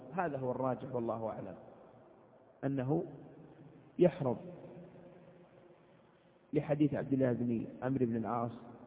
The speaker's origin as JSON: {"language": "Arabic", "country": "Saudi Arabia", "said": "بعض البلاد العربية القريبة من بلادنا المملكة العربية السعودية"}